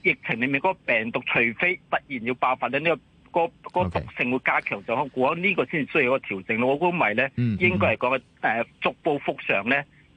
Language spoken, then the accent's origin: Cantonese; Hong Kong; 我諗我哋香港人好多都係想翻去內地度做一個團聚嘅